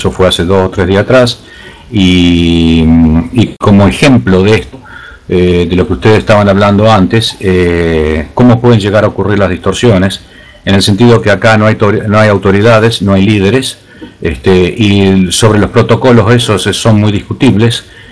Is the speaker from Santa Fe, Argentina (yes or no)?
yes; Rosario, Santa Fe, Argentina; now in Australia; vivo en Australia hace 25 años, o sea, soy originario de Argentina, de Rosario.